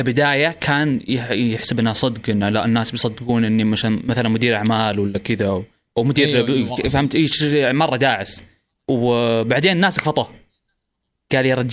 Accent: Saudi Arabia; وراح عندنا بالسعوديه

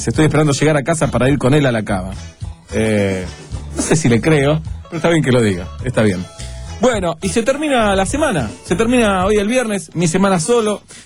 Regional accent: Argentina; Aclaro si hay algún compañero de la primaria escuchando que soy argentino y que nací en esta querida república.

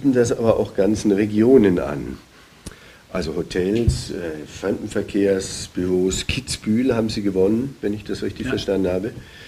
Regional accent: Bavaria, Germany; Also selbst als Bayer, ich komme aus Bayer

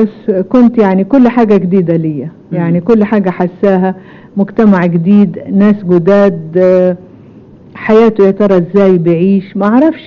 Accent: Jordan; also born or lived in Damascus, Syria; أنا نشأت والدي سوري في دمشق، تولدت في دمشق، كان عمري 7 سنين لما رحنا الأردن.

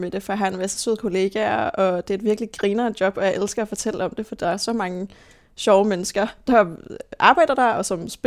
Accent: Roskilde, Zealand, Denmark; born there; Jeg blev født i 2001 på Halloween.

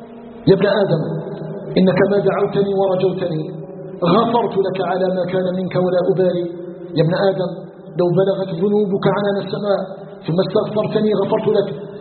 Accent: Algeria; أن يجعل بلدنا الجزائر بلدا آمنا مطمئنا

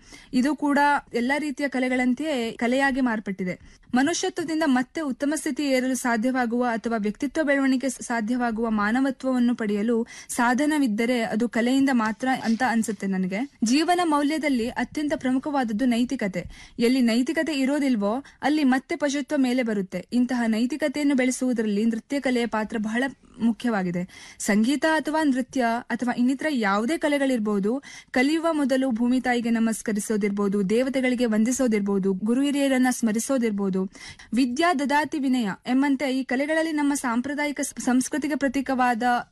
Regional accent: Yellapur, Karnataka, India; ಮಾಡುವ ನಮಸ್ಕಾರಗಳು. ನನ್ನ ಊರು ಉತ್ತರ ಕನ್ನಡ ಜಿಲ್ಲೆ ಯಲ್ಲಾಪುರ.

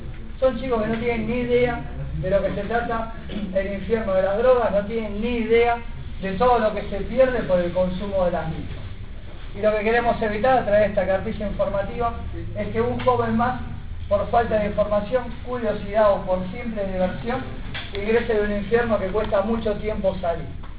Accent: La Reja, Buenos Aires Province, Argentina; Yo vengo de acá de La Reja, del partido de Moreno.

